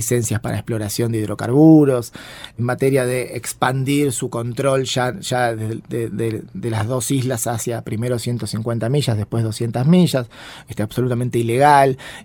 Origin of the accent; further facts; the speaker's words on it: Argentina; lo amistoso que éramos, lo que somos los argentinos y las argentinas.